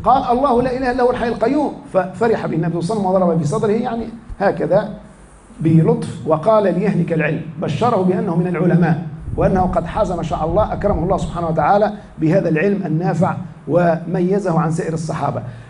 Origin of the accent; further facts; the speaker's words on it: Tunisia; فما في الحالة المدنية عندنا في تونس في المحاكم